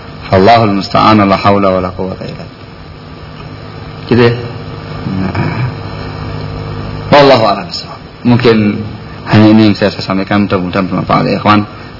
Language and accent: Indonesian; East Java, Indonesia; Saya orang Jawa Timuran, ngomong di depan orang Solo yang halus kayak gini, dikanyut kasar bahasanya.